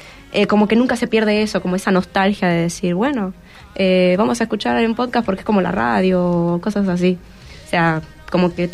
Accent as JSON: {"language": "Spanish", "country": "Venezuela", "said": "una radio que pasaba en mi país, yo soy de Venezuela"}